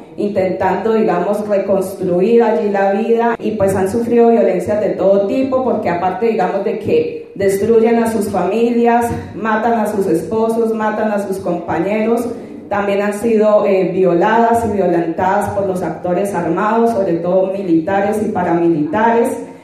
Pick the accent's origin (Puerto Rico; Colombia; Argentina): Colombia; soy colombiana, estoy estudiando un doctorado en estudios feministas.